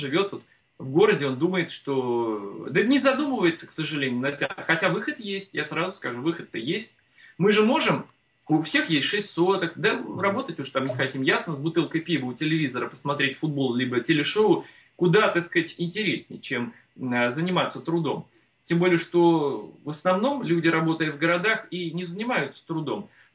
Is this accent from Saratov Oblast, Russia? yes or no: no; Moscow, Russia; Я коренным москвичем, будучи всегда знал, что я буду жить за городом, что я буду жить на своей земле